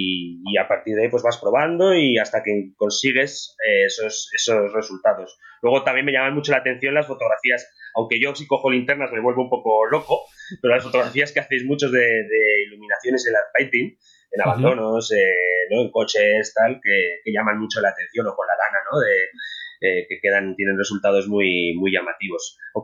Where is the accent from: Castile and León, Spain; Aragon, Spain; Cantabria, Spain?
Aragon, Spain; Zaragoza; born there; vivo en el Pirineo, como tú has dicho, desde hace 5 años, más o menos. Soy nacido en Zaragoza, pero digamos que soy un neo-rural que ha decidido dejar un poco la ciudad y venirse al Pirineo.